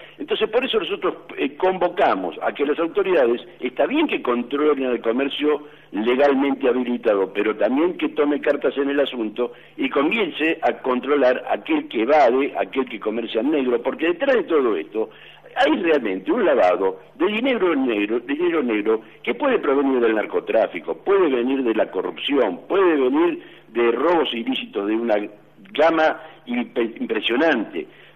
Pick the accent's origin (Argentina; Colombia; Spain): Argentina; Formosa; Formosa tiene unas características muy particulares, todavía seguimos teniendo la vida pueblerina, tenemos la idiosincrasia de pueblo